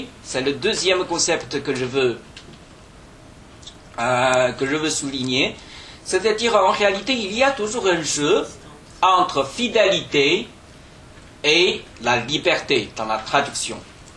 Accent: China; French is a second language; pour moi, en tant que Chinois, linguiste qui a appris un peu le français, qui connaît un peu le français

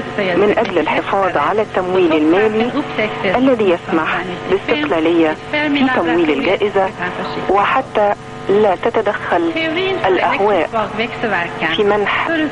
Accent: Egypt; وتدار كالأوقاف عندنا في مصر

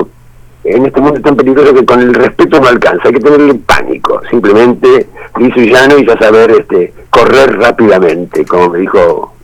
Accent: Villa Gesell, Buenos Aires Province, Argentina; había pasado por mi pueblo, la pena era que yo había nacido 5 minutos antes, 5 minutos más tarde, o bueno, en fin, tenía 7 años cuando todo eso pasaba.

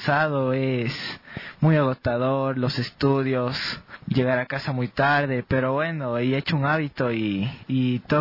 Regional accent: Quito, Pichincha, Ecuador; Sí, nací en Quito, mi mamá vivió un tiempo en Guayas, pero todos somos quiteños.

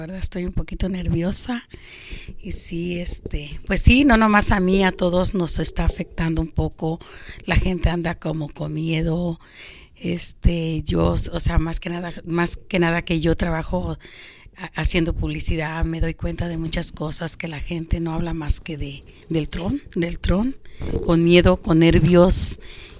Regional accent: Arcelia, Guerrero, Mexico; De Guerrero, de Arcelia.

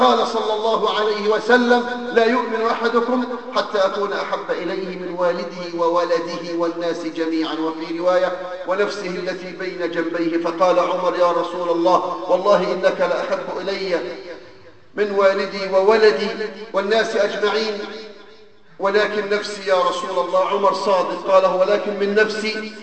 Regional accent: Egypt; أيها الأحباب، بلدنا مصر تمر بمرحلة

